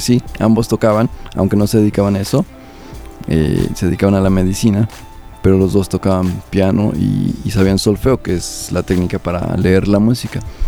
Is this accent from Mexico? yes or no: yes; Mexico City, Mexico; born there; yo nací en la Ciudad de México.